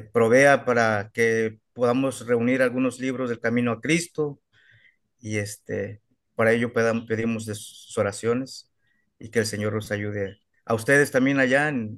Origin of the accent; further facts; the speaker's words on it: Los Angeles, California, United States; moved away; cuando yo salí de mi ciudad, de Los Ángeles, y me moví a un día de distancia donde estoy viviendo actualmente